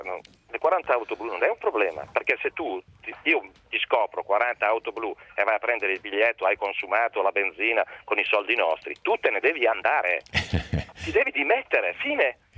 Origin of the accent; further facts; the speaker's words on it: Brescia, Lombardy, Italy; io sono di Brescia, ho giocato nel Brescia 14 anni.